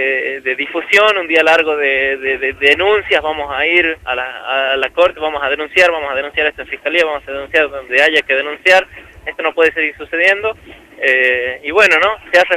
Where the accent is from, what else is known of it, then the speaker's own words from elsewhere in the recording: Andalgalá, Catamarca, Argentina; en ese vehículo, en este auto que nos ha traído a Andalgalá. He podido respirar un ratito el aire de mi pueblo